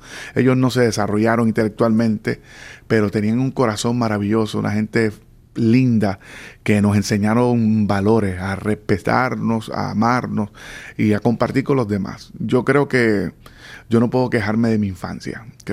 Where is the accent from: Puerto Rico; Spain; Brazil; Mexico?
Puerto Rico; born there; Hace casi 50 años ya nací en Puerto Rico. Uh-huh. Nací en Puerto Rico, en un barrio humilde.